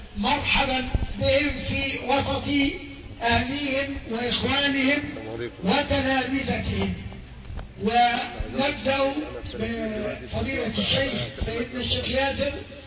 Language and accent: Arabic; Alexandria, Alexandria Governorate, Egypt; انتوا عارفين يا اخوة ان هوايا سكندري، انا تربيت في الاسكندرية